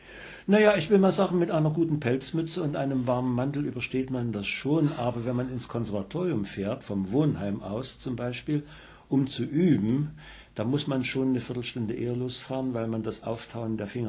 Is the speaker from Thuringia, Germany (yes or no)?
no; Dresden, Saxony, Germany; Ich komme direkt aus der Heimat